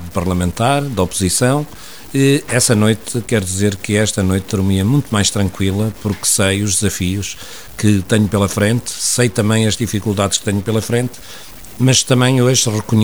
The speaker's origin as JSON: {"language": "Portuguese", "country": "Portugal", "tie": "born or raised there", "lives_now": "Oliveira, Portugal", "said": "acabei na minha terra, penso que por volta das 2:30 da manhã, no Erdal, eu vivo hoje em Oliveira"}